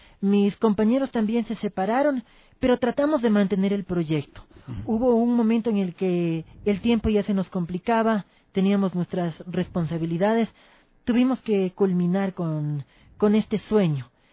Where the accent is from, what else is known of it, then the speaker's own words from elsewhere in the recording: Ecuador; also born or lived in Spain; Nací en España, viví allí mis primeros 4 años de vida. Posteriormente viajé, me radiqué aquí en Ecuador, en compañía de mi madre, mi hermana. Toda mi familia estaba aquí.